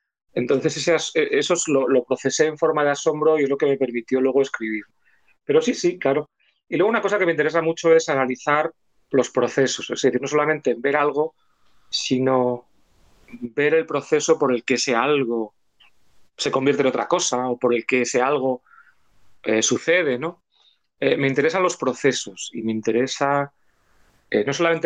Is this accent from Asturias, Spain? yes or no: yes; Asturias, Spain; also born or lived in France / England; yo soy una persona del norte, a pesar de que … mi padre era catalán, y yo nací y me crié en Asturias, en el norte. Y luego he vivido temporadas largas en Francia, también en el norte